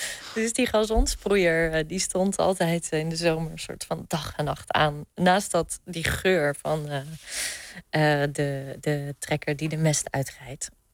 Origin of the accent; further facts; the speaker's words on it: Nieuwendijk, South Holland, Netherlands; Ik ben opgegroeid in de Hoekse Waard, een heel klein dorpje Nieuwendijk.